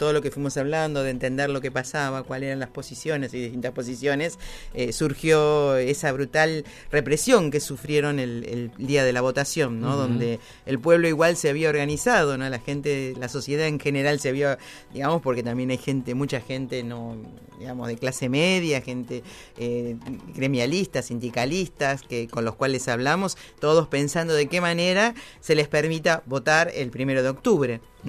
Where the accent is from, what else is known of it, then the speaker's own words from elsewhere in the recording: Uruguay; Ahora sí, usted no es uruguayo más, yo soy la uruguaya.